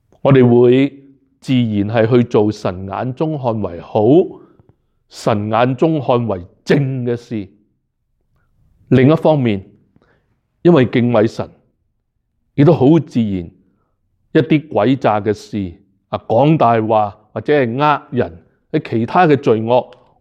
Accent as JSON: {"language": "Cantonese", "country": "Hong Kong", "said": "即是说是跟回我们香港人、中国人那一套"}